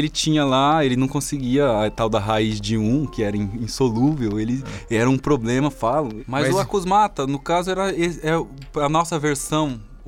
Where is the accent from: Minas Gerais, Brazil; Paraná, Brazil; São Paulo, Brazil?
Paraná, Brazil; Maringá; E desde lá de Maringá, lá de onde eu vim, eu já fazia essas coisas.